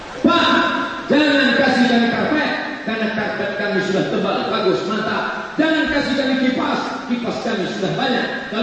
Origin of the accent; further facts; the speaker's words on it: Riau, Indonesia; Ambo sebutkan, saya dari Riau.